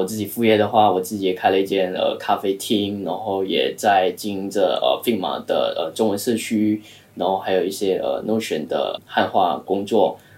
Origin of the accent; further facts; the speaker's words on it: Kuala Lumpur, Federal Territory of Kuala Lumpur, Malaysia; now in China; 然后我是来自马来西亚吉隆坡，然后来中国已经快6年多一点了。